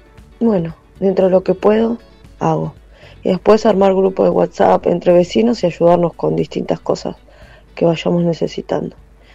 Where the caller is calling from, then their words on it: Quilmes, Buenos Aires Province, Argentina; de Quilmes.